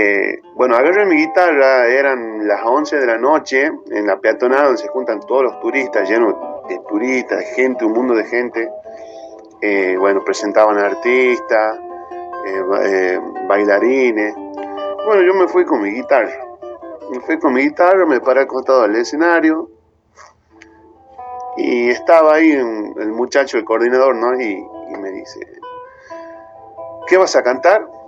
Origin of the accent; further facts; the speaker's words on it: San Pablo, Tucumán, Argentina; los autores son de mi pueblo, de San Pablo